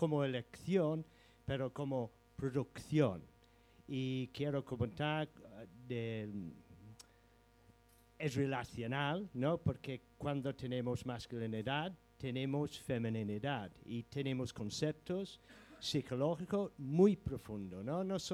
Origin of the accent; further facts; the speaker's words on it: England, United Kingdom; first language en; Spanish is a second language; mira, yo soy inglés, hablo inglés, no castellano, como es obvio.